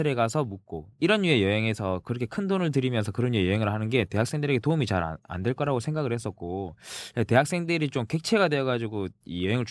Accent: Jinju, South Gyeongsang, South Korea; 그 진주 출신의 진주남입니다.

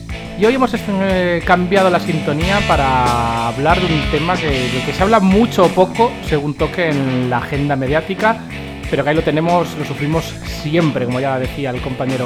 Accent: Spain; Soy española, ¿qué quieres que te gane?

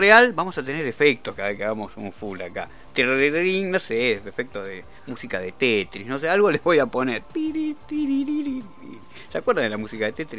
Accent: Argentina; como ciudadanos argentinos que entendamos al FMI, no que entendamos a la Argentina

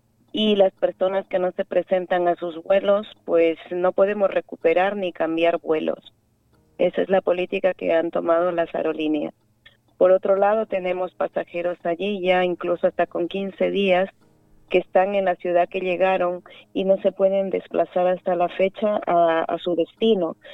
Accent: Ecuador; los que mantenemos al país somos los ecuatorianos fuera.

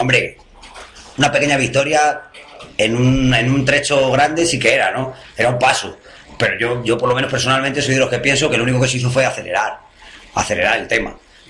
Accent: Spain; yo soy español, y bandera de España por todos lados

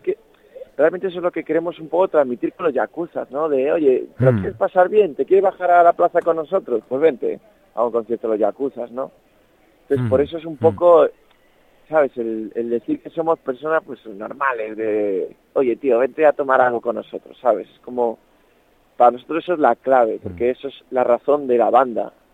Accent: Madrid, Community of Madrid, Spain; yo soy de Chamberí y me gusta mucho el barrio de Chamberí, ¿sabes?

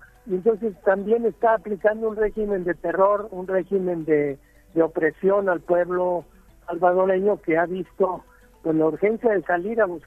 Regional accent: Mexico; un enemigo formidable que somos los mexicanos, ¿no?

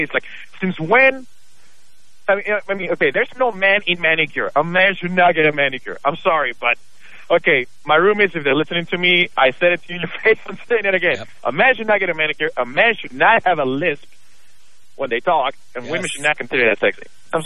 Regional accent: Houston, Texas, United States; now in Los Angeles, United States; I grew up in Texas, and I grew up in Houston, actually. And I moved to the West Coast just because I wanted something different.

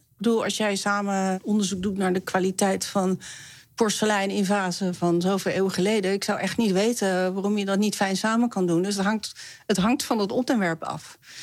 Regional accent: Netherlands; omdat ik uit Nederland kom

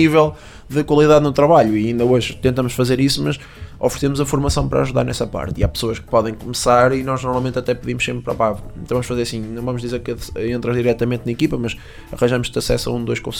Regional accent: Portugal; nós não somos portugueses, we are portuguese.

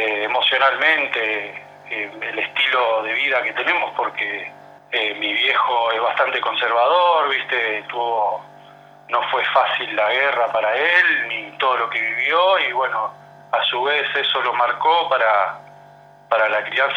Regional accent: Capitán Bermúdez, Santa Fe, Argentina; soy de Capitán Bermúdez. Soy hijo de veterano de guerra de Malvinas … de la Fuerza Aérea.

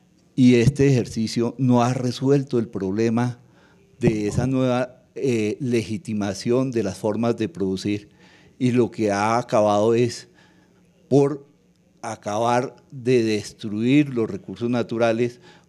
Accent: Zipaquirá, Cundinamarca, Colombia; A pesar de que yo estoy entre Bogotá y Zipaquirá constantemente, pues esta es mi tierra y la vivo profundamente.

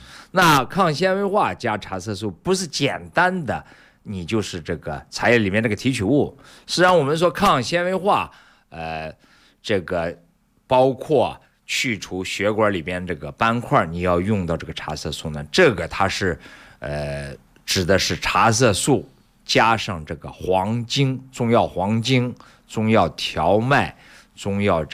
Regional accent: China

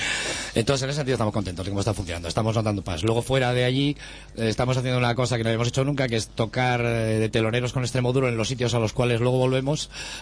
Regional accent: Basque Country, Spain; Pues ya sabes, como somos vascos, pues tenemos ese plus.

